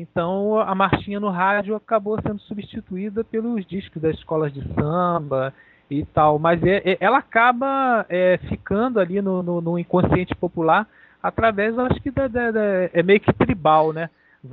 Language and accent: Portuguese; Rio de Janeiro, Brazil; Eu nasci aqui, né, e a minha vida inteira aqui no Rio.